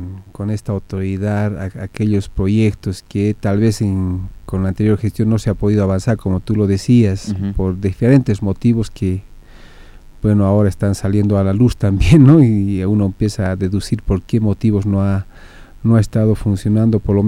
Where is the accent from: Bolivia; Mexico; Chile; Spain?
Bolivia; nuestro corazoncito como boliviano siempre nos va pues a exigir o a pedir que nuestra selección haga un buen papel